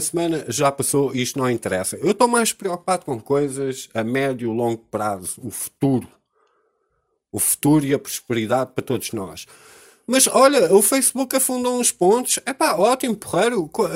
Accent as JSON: {"language": "Portuguese", "country": "Portugal", "said": "nós como portugueses"}